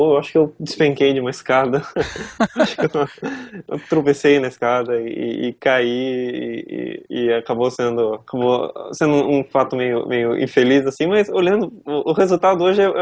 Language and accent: Portuguese; Joinville, Santa Catarina, Brazil; eu sou de Joinville, né, eu tô aqui agora, eu nasci aqui